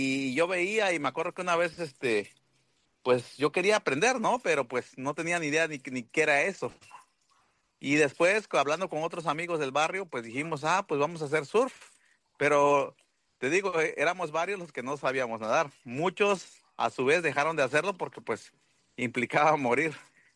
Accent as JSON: {"language": "Spanish", "town": "Puerto Escondido", "region": "Oaxaca", "country": "Mexico", "tie": "born or raised there", "said": "yo soy nacido y crecido en Puerto Escondido. Y yo inicié a hacer surf a los 13 años."}